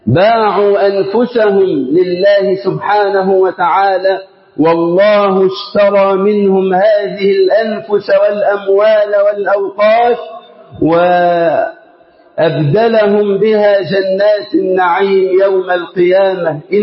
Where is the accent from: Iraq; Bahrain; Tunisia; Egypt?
Egypt; اللهم اجعل بلدنا مصر أمنا أمانا